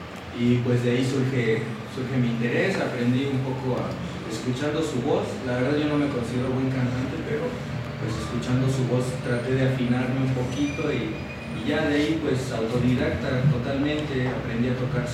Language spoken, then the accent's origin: Spanish; Cuernavaca, Morelos, Mexico; Yo soy oriundo de aquí, de Cuernavaca, soy guayabo.